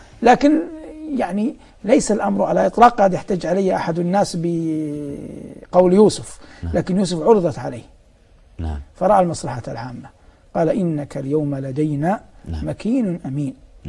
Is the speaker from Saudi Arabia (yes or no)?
yes; Hejaz, Saudi Arabia; يوجد عندنا في الحجاز كثير العتر